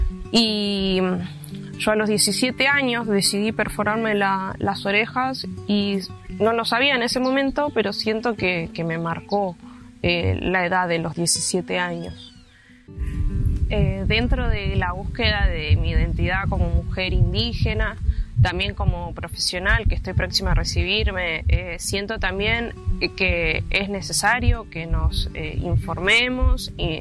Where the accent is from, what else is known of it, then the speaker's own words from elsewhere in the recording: Florencio Varela, Buenos Aires Province, Argentina; tengo 30 años, vivo, nací en Florencio Varela